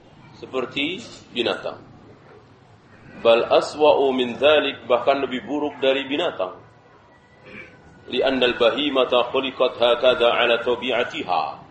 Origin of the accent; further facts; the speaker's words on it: Java, Indonesia; Segala apa kita orang Jawa sendiri nggak tahu